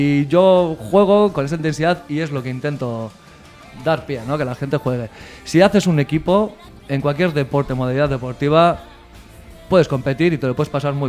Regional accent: Galdakao, Basque Country, Spain; Bueno, yo soy de Galdakao, un pueblo de Vizcaya.

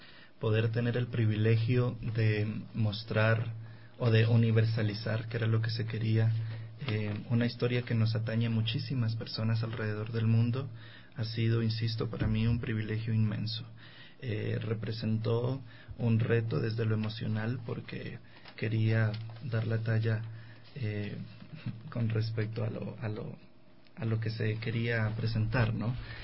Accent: Colombia; also born or lived in Putumayo / Ecuador; no tengo el acento y eso lo digo a todo el que me escucha porque nací en el Putumayo, pero me crié en muchas partes de Colombia y aquí en Ecuador también he estado como en tránsito.

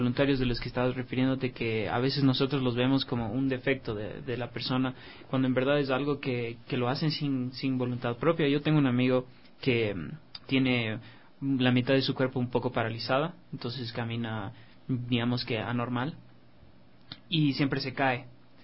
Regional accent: Quito, Pichincha, Ecuador; no solo los 3 millones que estamos de aquí, que creo que somos los quiteños

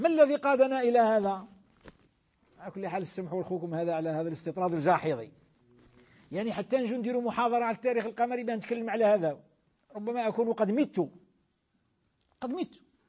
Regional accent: Algeria; احنا في بلادنا الجزائر بلاد الخير بلاد الإسلام

